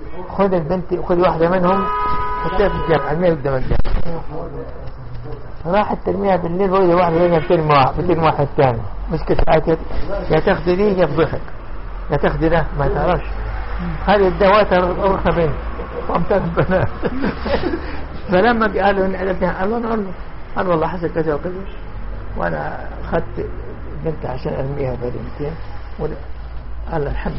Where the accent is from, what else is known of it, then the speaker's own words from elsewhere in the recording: Najd, Saudi Arabia; واحد في نجد عندنا في نجد في السعودية